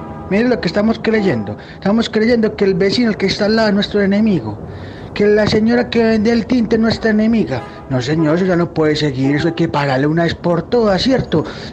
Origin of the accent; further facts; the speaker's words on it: Colombia; algo imperante que tiene que hacer nosotros como colombianos